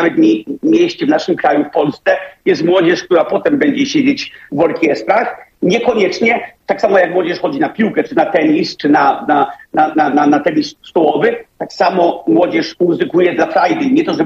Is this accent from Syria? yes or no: no; Denmark; Polish is a second language; now in Poland; sam wychowałem się w kraju, w którym największa góra ma 180 metrów chyba, czy nawet nie 180, już nie pamiętam jaka, ale Dania jest bardzo płaskim krajem